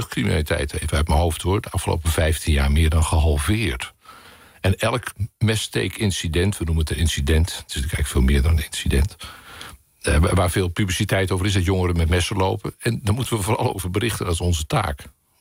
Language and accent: Dutch; Joure, Friesland, Netherlands; mijn geboortedorp, ook Joude, waar ik opgegroeid ben.